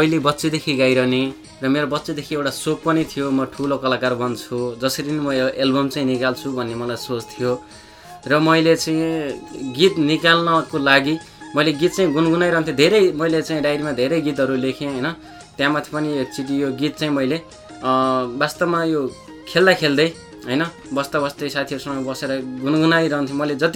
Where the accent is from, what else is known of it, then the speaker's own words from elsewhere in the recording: Baglung, Gandaki Province, Nepal; त्यति बेला बागलुङ जिल्लामा मैले त्यति बेला मेरो बाल्यकालमा मैले चाहिँ त्यति बेला आज यो पप गीतहरू पनि मैले सुन्न पाएको थिइनँ